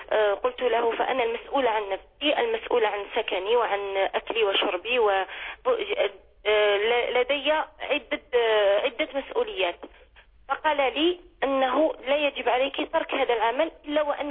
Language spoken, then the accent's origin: Arabic; Algeria; moved away as an adult; now in France; أنا هجرت من الجزائر إلى فرنسا.